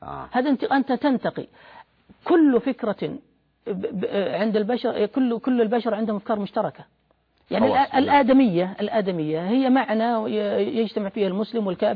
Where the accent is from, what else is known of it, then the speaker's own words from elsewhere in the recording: Saudi Arabia; يعني بمعنى عندنا في السعودية الآن يقول أنه ليبرالي